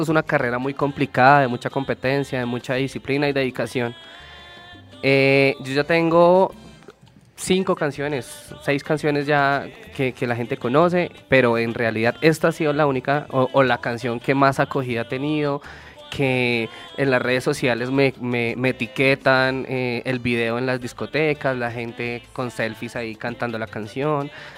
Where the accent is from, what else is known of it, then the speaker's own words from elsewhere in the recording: Bogotá, Colombia; Bogotá, pues que es mi casa, Santa Marta, que nos fuimos a pasear